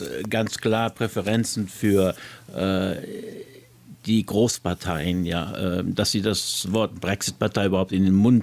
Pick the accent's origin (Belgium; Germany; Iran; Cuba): Belgium; Brussels, Brussels-Capital Region; also born or lived in Luxembourg; Also ich sage ja immer, ich bin ein Kind Europas. Ich bin ja in Brüssel und Luxemburg groß geworden.